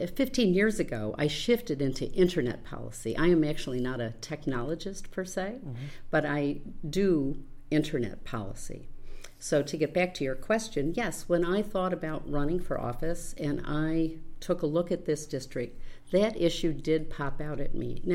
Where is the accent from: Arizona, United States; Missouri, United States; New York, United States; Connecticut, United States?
New York, United States; Rochester; I grew up in Rochester. My father had a restaurant up there